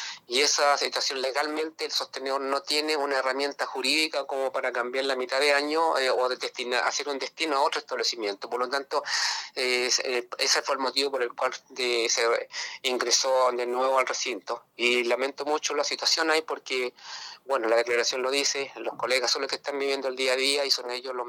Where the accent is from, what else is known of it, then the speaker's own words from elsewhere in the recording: La Unión, Los Ríos, Chile; Mi domicilio está aquí al ladito en la comuna de La Unión, yo soy de La Unión